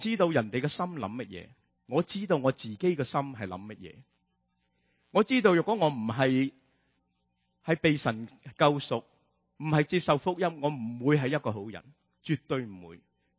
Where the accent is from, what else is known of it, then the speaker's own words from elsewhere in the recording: Hong Kong; 我们香港人成日都说，哎呀地底泥啊，贱过泥啊